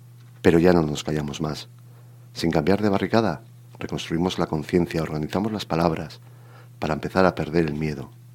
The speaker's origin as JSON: {"language": "Spanish", "country": "Spain", "said": "mi lengua materna es el castellano. Yo aprendí en casa en castellano, en la escuela pública, por los años que ya tenemos y que empezamos a dejar de ser algo jóvenes, estudié todo en castellano. Entonces, el euskera lo aprendí con la edad."}